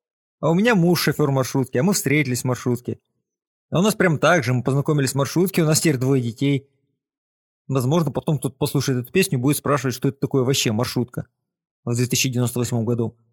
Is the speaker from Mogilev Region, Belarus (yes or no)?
yes; Chausy, Mogilev Region, Belarus; Я, белорус из маленького городка Чаусы, влияю на язык